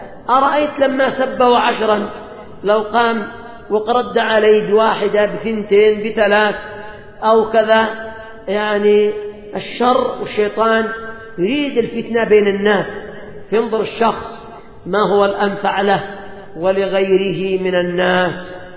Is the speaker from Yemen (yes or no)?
yes; Yemen; خصوصا عندنا في اليمن، وذلك لأن كثيرا من اليمنيين قد ابتلاهم الله بالقات